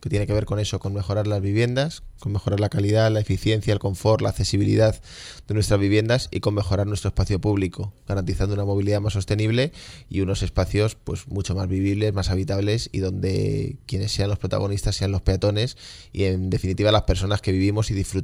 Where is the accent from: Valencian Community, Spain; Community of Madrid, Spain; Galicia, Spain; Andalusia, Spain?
Community of Madrid, Spain; Madrid; Tanto yo como cualquier madrileño o madrileña que quiera utilizar